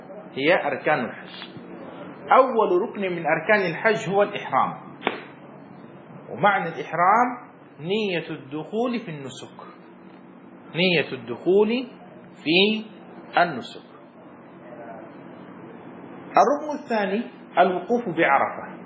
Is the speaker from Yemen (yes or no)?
yes; Aden, Yemen; وهو في مدينتي في عدن